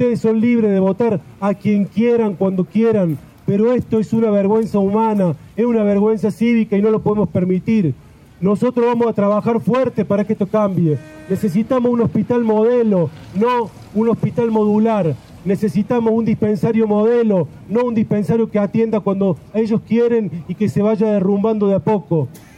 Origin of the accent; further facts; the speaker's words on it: Villa Carlos Paz, Córdoba, Argentina; como argentino y como carlospacense